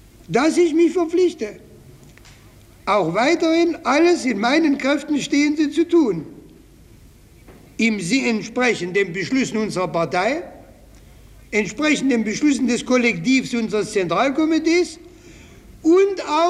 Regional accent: Leipzig, Saxony, Germany; Leipzig ist meine Heimatstadt. Und ich war stets, selbst wenn ich weit von Leipzig entfernt war, mit meiner Heimatstadt verbunden. Denn in Leipzig hat mich die Arbeiterklasse erzogen.

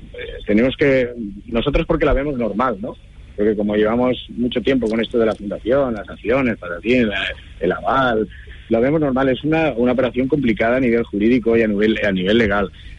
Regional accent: Valencian Community, Spain; Es como valencianista y como valenciano

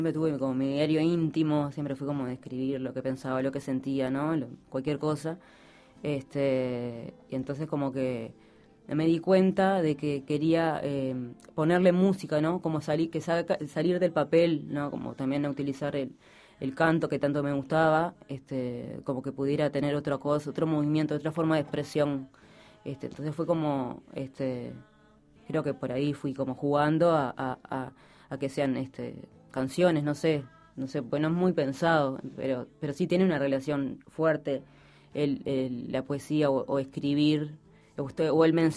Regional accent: San José, Uruguay; moved away as an adult; porque soy de San José, cuando vine de San José, pero ya tenía 20

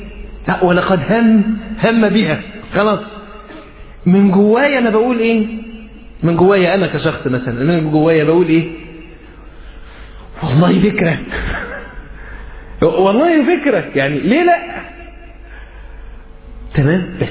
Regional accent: Egypt; accent: Egyptian; عارف لما احنا نقول حتى في لهجتنا المصرية كده أنا تعبان خالص

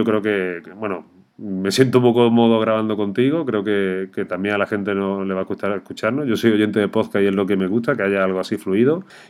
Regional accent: Andalusia, Spain; la cervecita típica, que tanto tú y yo que somos andaluces tanto nos gusta

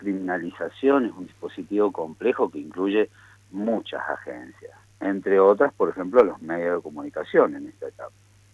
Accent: Mendoza, Argentina; ya que somos mendocinos

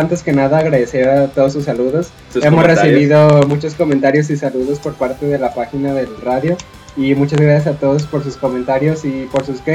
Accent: Mexico; Lamentamos si lo pronunciamos mal, pero somos mexicanos.

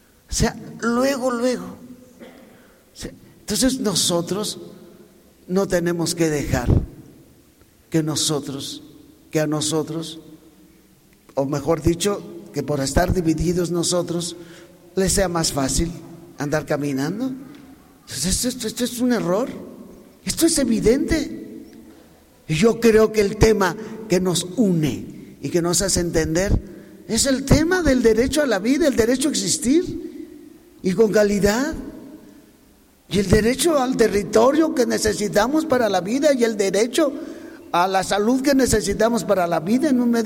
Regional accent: Mexico; tenemos derecho a organizar nuestra vida como mexicanos

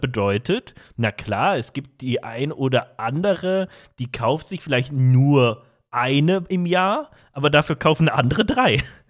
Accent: North Rhine-Westphalia, Germany; Aber ich komme auch aus, also ich komme auch aus NRW, ich komme jetzt nicht irgendwie Eifelgegend oder Sauerland oder irgendwo, wo jetzt richtig Schnee und Eis ist, ne?

